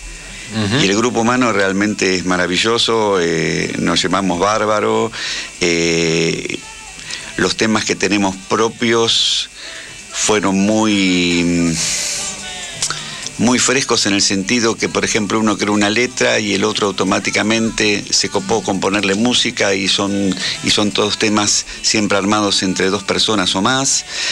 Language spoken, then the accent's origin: Spanish; Argentina; porque somos argentinos